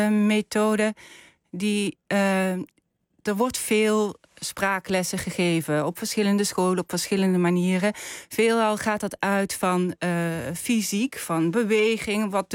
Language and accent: Dutch; Maastricht, Limburg, Netherlands; Ik kom zelf uit Maastricht. En dat betekent niet dat ik nooit door mag laten klinken dat ik daar vandaan kom.